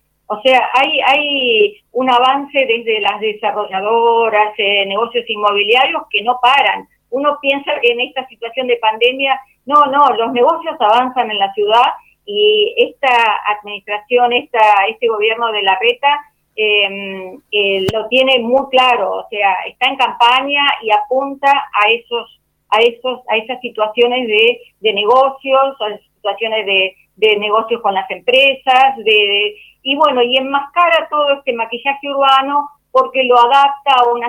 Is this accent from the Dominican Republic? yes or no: no; Buenos Aires, Argentina; porque soy del barrio de Urquiza, de la Comuna 12